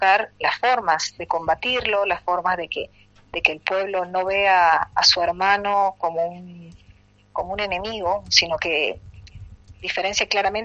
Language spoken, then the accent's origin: Spanish; Salta, Argentina; nosotros los salteños sabemos mucho porque venimos de la tierra de Güemes